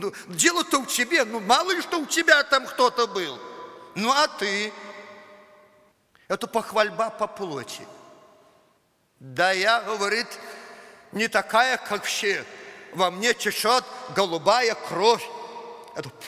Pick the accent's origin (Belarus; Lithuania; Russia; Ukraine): Belarus; Ну да, по плоти я белорус. Это никуда не денешь.